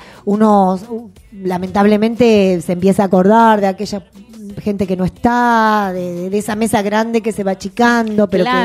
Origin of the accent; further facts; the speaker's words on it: Trelew, Chubut, Argentina; nosotros somos del sur, somos de Trelew, de Chubut